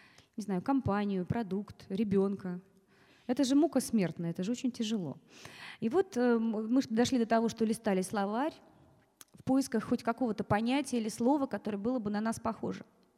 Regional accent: Smolensk, Smolensk Oblast, Russia; Я родилась в городе Владивостоке, в семье актеров, и очень много переезжала по стране, выросла, в конце концов, в Смоленске, он же считается моим родным городом.

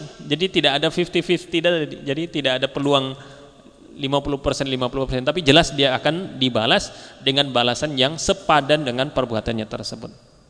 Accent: Banyumas, Central Java, Indonesia; Bahkan kalau di daerah saya, ya, di daerah Banyumas itu ditambah lagi dengan pisang, satu tandan pisang di atas itu.

